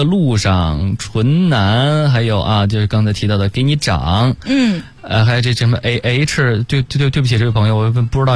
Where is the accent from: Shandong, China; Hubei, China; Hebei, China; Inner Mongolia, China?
Hebei, China; Baoding; 因为我是保定人